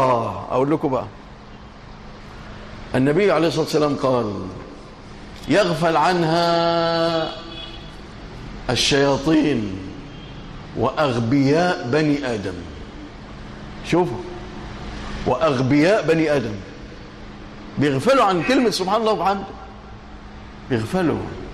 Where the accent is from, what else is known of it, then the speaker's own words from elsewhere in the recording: Egypt; اللهم اجعل بلادنا مصر أمنا أمانا رخاء سخاء إلى يوم الدين